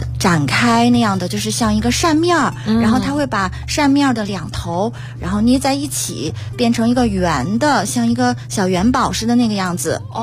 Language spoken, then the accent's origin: Chinese; China; 那么比如说我们中国人的做法可能还会比俄罗斯人更多。